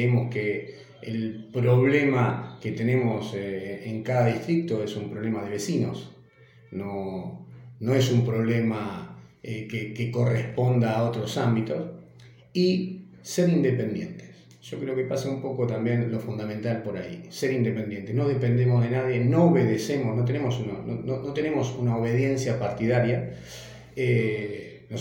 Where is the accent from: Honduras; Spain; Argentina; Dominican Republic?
Argentina; trabajar e ir todos para adelante como argentinos que somos